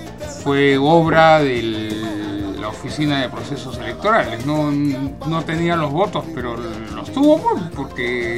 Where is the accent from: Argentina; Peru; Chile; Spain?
Peru; yo no sé si sea porque soy peruano